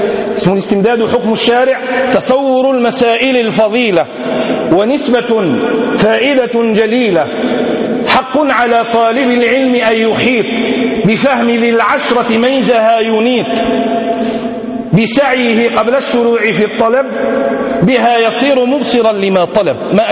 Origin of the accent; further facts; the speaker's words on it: Tlemcen, Tlemcen Province, Algeria; من علماء بلدتنا، من علماء بلادنا الجزائر